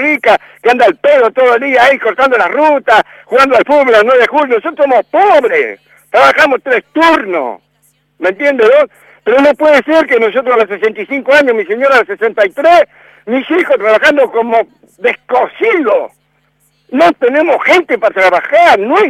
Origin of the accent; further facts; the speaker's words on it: Argentina; soy patriota, soy argentino, hijo de alemanes, nieto de alemanes.